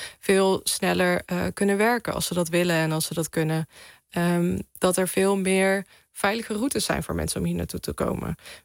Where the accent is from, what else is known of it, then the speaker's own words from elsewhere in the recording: Netherlands; Vanuit dat perspectief kan ik praten, denk ik, als Nederlander.